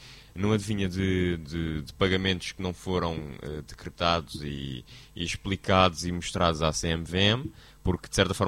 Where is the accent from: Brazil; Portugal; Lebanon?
Portugal; Não quero, sou português, pá.